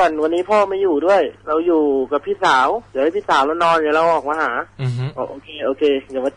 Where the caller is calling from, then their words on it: Bangkok, Thailand; รามอินทราครับ